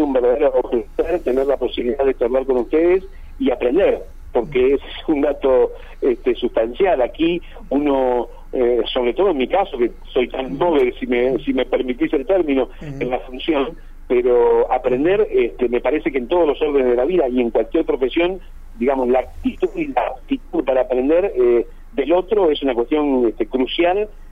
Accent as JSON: {"language": "Spanish", "region": "Buenos Aires Province", "country": "Argentina", "said": "No, yo soy de Buenos Aires."}